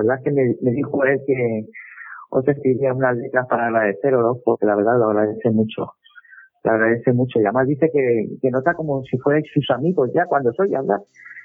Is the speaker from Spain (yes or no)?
yes; Almansa, Castilla-La Mancha, Spain; Yo soy de Almansa. Y la guerra de sucesión pues pasó a las tierras que es de mi familia.